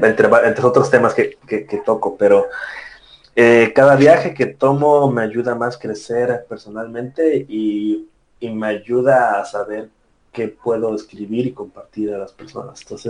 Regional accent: Tabasco, Mexico; born there; also born or lived in Puebla; nací en Tabasco y luego yo estudié en la ciudad de Puebla, que es increíble, y estaba viajando por varias partes, por Cancún, muchas partes de México

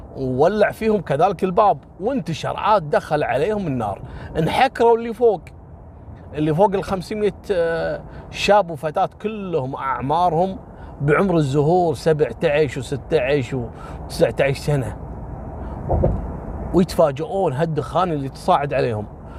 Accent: Kuwait; هذا ترى مثل ما حصل في قصة اللي حرقت الخيمة عندنا في الكويت قبل كم سنة

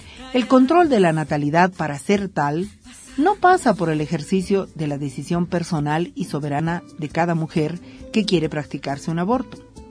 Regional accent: Bolivia; como mujeres bolivianas defenderemos la despenalización del aborto por convicciones propias

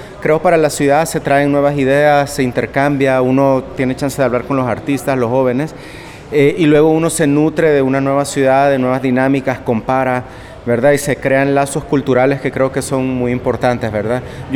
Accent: El Salvador; soy de El Salvador

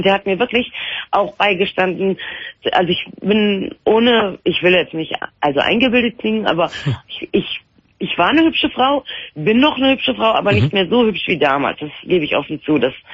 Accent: North Rhine-Westphalia, Germany; now in Aachen, Germany; weil ich komme aus dem Raum Düsseldorf

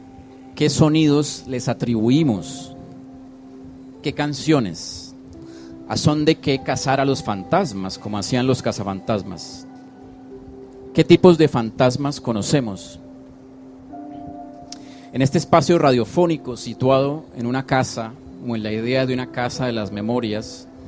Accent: Colombia; Con nuestra historia, como colombianos, como artistas, como educadores y como vagabundos.

